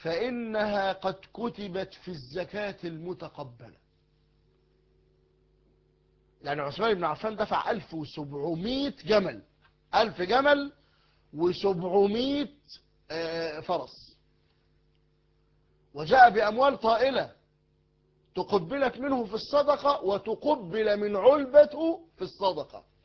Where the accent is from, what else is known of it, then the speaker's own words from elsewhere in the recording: Egypt; انتوا عارفين المثل الدارج عندنا في مصر